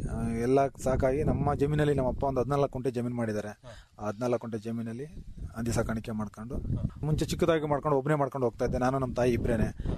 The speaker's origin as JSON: {"language": "Kannada", "town": "Chatranahalli", "region": "Karnataka", "country": "India", "tie": "born or raised there", "said": "ನನ್ನ ಊರು ಛತ್ರನಹಳ್ಳಿ, ಬೈಲಹಳ್ಳಿ ಫಸ್ಟ್, ನಮ್ದು ಹಾಸನ ತಾಲೂಕು, ಹಾಸನ ಡಿಸ್ಟಿಕ್ಟ್."}